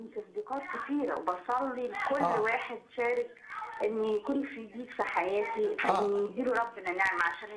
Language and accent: Arabic; Minya, Minya Governorate, Egypt; now in Asyut, Egypt; انا اصلا من المنيا من بلد الاخ نجيب.